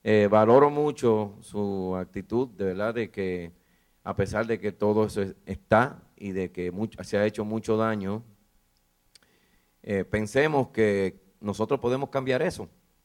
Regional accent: Dominican Republic; La República Dominicana, de donde yo soy, también soy dominicano

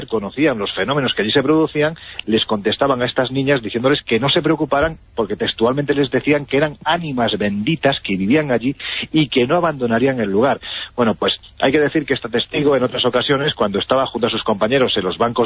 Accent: Jaén, Andalusia, Spain; en mi tierra

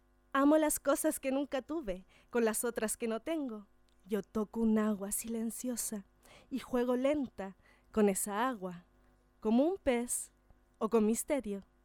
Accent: El Tabo, Valparaíso, Chile; Como somos del Tabo, sabemos que vienen personas de muchos lugares, de Chile.

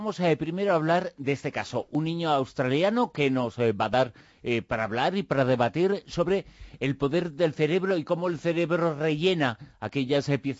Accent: Zaragoza, Aragon, Spain; yo me crié en Zaragoza.

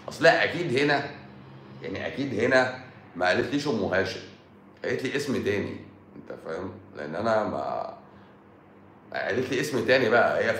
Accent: Egypt; احنا مصريين بقى حرف السين بيبقى تقيل، بقى تقيل على لساننا،

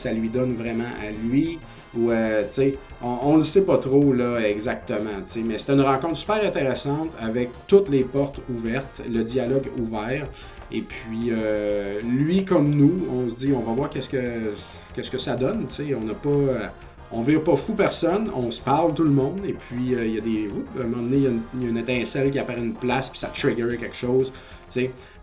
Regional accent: Saint-Joseph-de-Beauce, Quebec, Canada; moi, je viens de Saint-Joseph-de-Beauce, quartier Verdier.

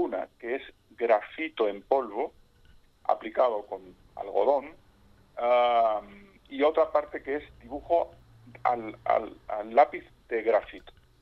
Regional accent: Extremadura, Spain; now in Cádiz, Spain; yo soy de Extremadura, como ya hemos dicho. Vivo en Cádiz, ciudad, en Cádiz capital, porque mi mujer es de Cádiz y mi hijo es de Cádiz, con lo cual yo también soy un poco de Cádiz desde hace como casi 20 años.

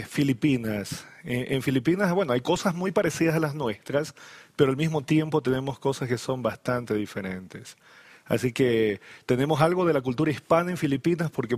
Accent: Ecuador; now in Bolivia; Aunque lo siento como el mío, pero no nací en esta tierra. Uh-huh. Yo vengo desde el Ecuador. Así que conozco Bolivia, muchos lugares y realmente me siento como en mi país, pero no soy de acá.

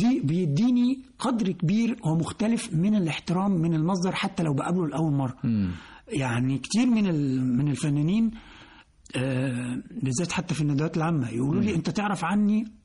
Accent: Alexandria, Alexandria Governorate, Egypt; كنا في الإسكندرية وإحنا أنا أصلا إسكندراني يعني.

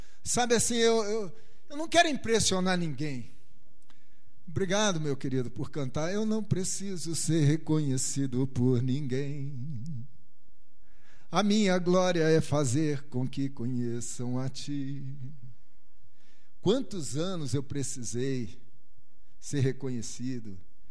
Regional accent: Rio de Janeiro, Brazil; Fui criado no Rio, né?

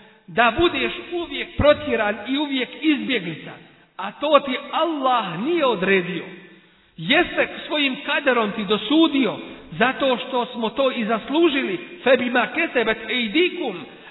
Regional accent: Bosnia & Herzegovina; Kod nas u Bosni, ako nije jedan dio, ako nije cijelu, onda jeste jedan dio.

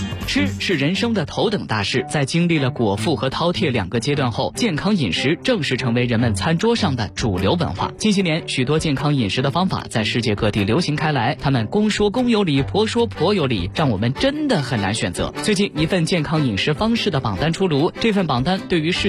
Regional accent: Lanzhou, Gansu, China; 我们兰州人做牛肉面的时候一定要有一把香菜才可以

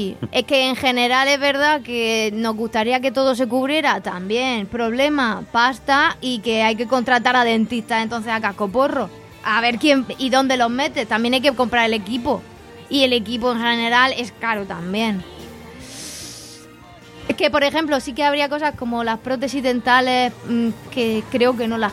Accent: Region of Murcia, Spain; Soy murciana y es verdad.

